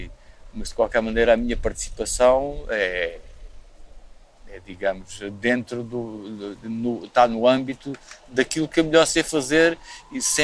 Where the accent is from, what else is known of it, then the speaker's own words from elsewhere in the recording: Redondo, Évora, Portugal; Sim, ali de Évora e eu sou do Redondo, que é ali ao lado